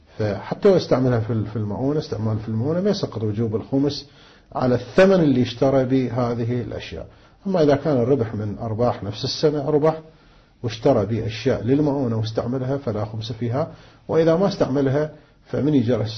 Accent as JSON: {"language": "Arabic", "town": "Karbala", "region": "Karbala Governorate", "country": "Iraq", "said": "الآن عندنا في كربلاء مثلا الزوجة ايش قد تحتاج بالشهر الى نفقة"}